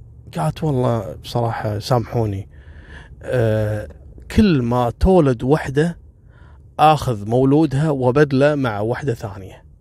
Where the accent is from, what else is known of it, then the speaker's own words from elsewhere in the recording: Kuwait; لا احنا عندنا في الكويت